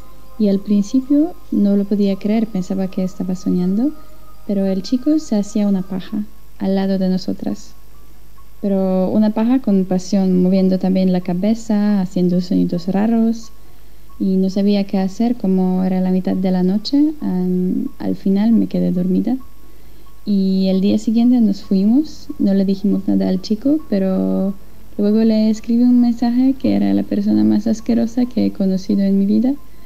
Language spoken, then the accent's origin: Spanish; Poland; Spanish is a second language; de Polonia